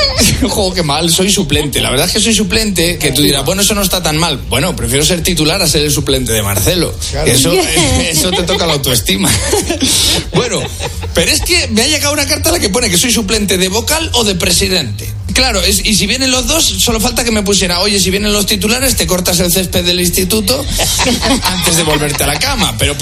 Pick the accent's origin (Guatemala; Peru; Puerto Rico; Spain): Spain; Casasola de Arión, Castile and León; 300 habitantes en Casasola de Arión, que es mi pueblo